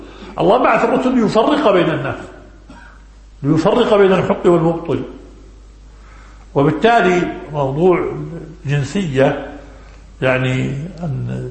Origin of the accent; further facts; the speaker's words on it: Jerusalem, Palestine; ثم أهل فلسطين وأنا منهم، وأنا مقدسي